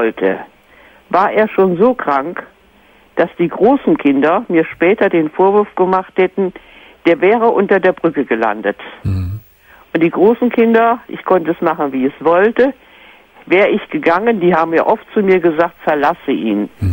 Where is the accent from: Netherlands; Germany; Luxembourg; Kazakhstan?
Germany; Northern Germany; aber ich bin eine Norddeutsche und die Norddeutschen, die sind ja ein bisschen schwer mit dem Du.